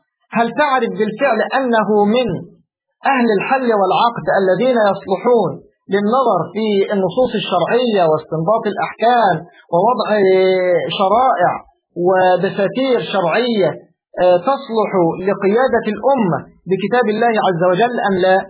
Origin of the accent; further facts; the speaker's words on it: Egypt; أنا أتكلم على الحال عندنا في مصر